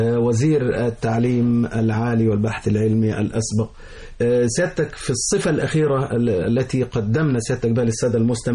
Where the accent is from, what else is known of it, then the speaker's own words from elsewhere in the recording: Egypt; انا مواطن مصري،